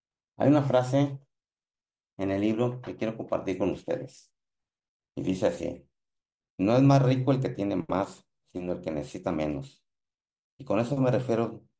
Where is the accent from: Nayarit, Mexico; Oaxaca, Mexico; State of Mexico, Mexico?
Nayarit, Mexico; Tepic; Hoy estoy hablando con ustedes desde mi tierra, la ciudad de Tepic, Nayarit, México